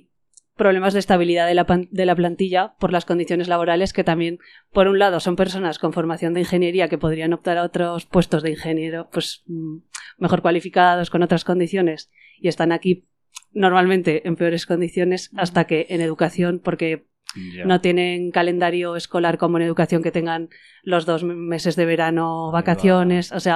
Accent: Zaragoza, Aragon, Spain; yo soy de Zaragoza, entonces en Aragón sí que es un centro igual más

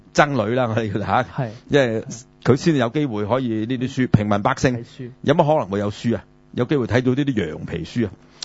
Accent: China; 冇錯啦，呢個我哋中國人係最引以為傲㗎嘛。

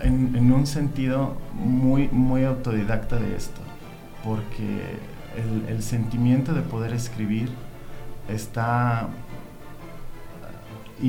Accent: Mexico City, Mexico; Bueno, soy originario del DF, he tenido una vida muy interesante.

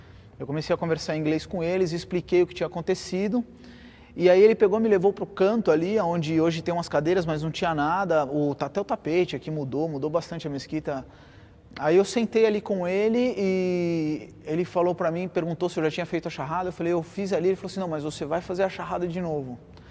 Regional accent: Brazil; Não, eu sou brasileiro

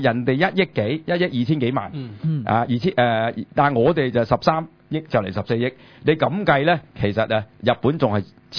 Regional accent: China; 我有一樣嘢都幾憎咧，就係我哋中國人啊，因為大陸咧

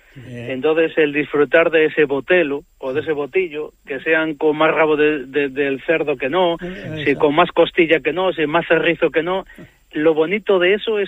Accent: Puente Domingo Flórez, Castile and León, Spain; also born or lived in Galicia; como yo que nací en Galicia, que al final soy del Puente Domingo Flor, que pertenece a León, pero es la parte de que intento transmitir del mundo lo que es la frontera donde yo vivo

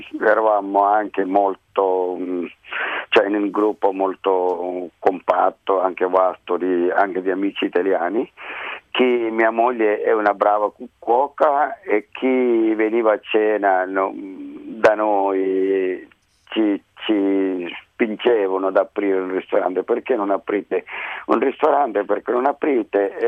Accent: Kerala, India; moved away as an adult; now in Rome, Italy; Sono indiano del Kerala, sud occidentale, proprio sulla punta dell'India. Abbiamo aperto il ristorante 22 anni fa a Roma.

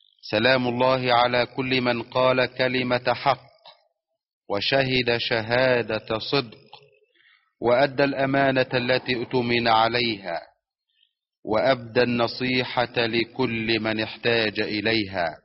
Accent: Egypt; أن تحفظ بلدنا مصر من كل سوء

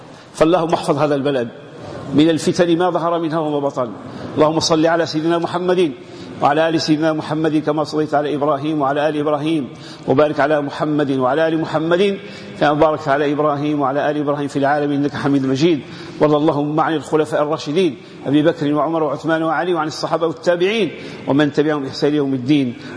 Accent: Morocco; هذه العلاقة بين اللي عندنا في المغرب عندها خصوصية

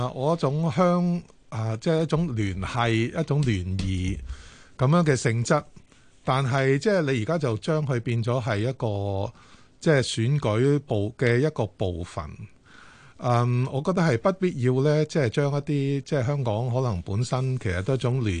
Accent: Guangdong, China; now in Hong Kong; 我係廣東人，我都唔知道有一個咁嘅會

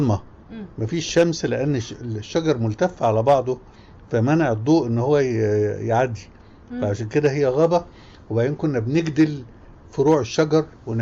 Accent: Damanhur, Beheira, Egypt; born there; لان انت بتكلمين عن دمنهور حبيبتي. دمنهور دي قاهره على صغير شوية

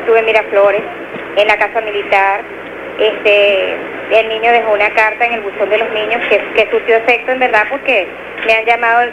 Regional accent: Caracas, Capital District, Venezuela; de hecho él estuvo toda la vida controlándose por allá, porque nosotros somos de Caracas.

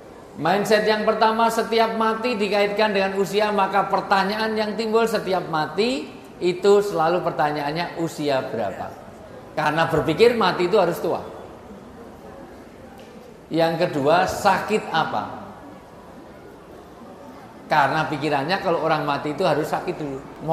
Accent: Java, Indonesia

